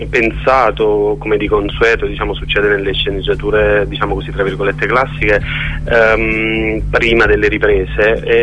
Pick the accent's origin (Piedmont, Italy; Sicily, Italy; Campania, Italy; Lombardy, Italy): Campania, Italy; Naples; now in Barcelona, Spain; Di tanto in tanto tornavo a Napoli, ovviamente per visitare casa, per tornare nel mio paese, e vedevo dal mio balcone